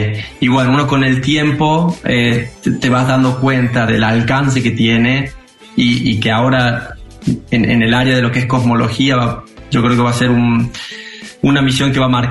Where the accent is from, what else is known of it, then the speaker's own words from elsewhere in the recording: Valle Hermoso, Córdoba, Argentina; also born or lived in Tucumán; hasta los 6 años viví en Tucumán y de ahí nos mudamos a Valle Hermoso. O sea, yo toda la infancia la hice en Valle Hermoso.